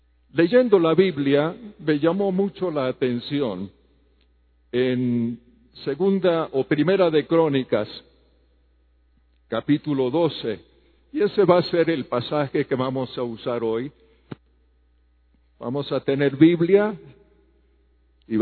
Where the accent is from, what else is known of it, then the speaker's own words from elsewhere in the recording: Havana, Cuba; moved away; also born or lived in Spain / Morocco / Costa Rica / Colombia; vengo de una familia misionera. Yo nací en La Habana, Cuba. Mis padres eran norteamericanos. Me crié en Cuba con mis tres hermanos. Luego fuimos a España y Marruecos.